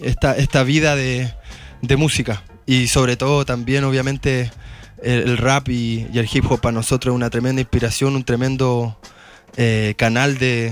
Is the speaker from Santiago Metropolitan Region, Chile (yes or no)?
yes; Santiago, Santiago Metropolitan Region, Chile; venimos del barrio Franklin